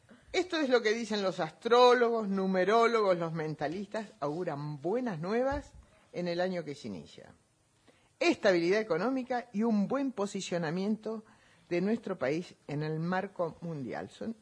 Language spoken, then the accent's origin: Spanish; Argentina; Qué enteros y fuertes somos los argentinos